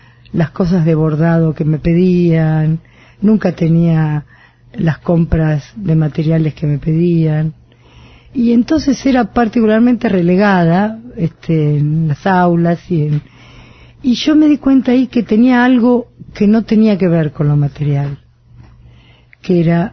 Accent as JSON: {"language": "Spanish", "region": "Buenos Aires", "country": "Argentina", "tie": "born or raised there", "said": "Nací en Buedo y viví en Parque Chacabuco la adolescencia, por razones familiares."}